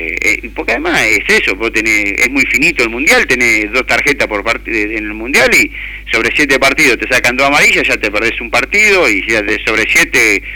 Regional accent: Argentina; se ha creado en Europa esa conciencia que los argentinos somos ventajeros

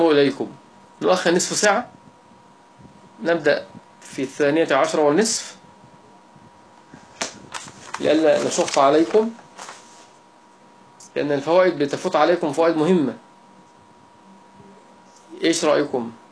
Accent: Egypt; وهي التي يعني هي درجة عندنا في مصر

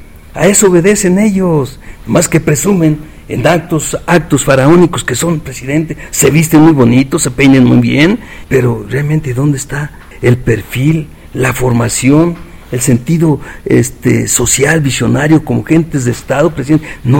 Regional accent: Michoacán, Mexico; now in Mexico City, Mexico; aunque yo soy provinciano, soy michoacano, pero aquí he forjado mi vida profesional

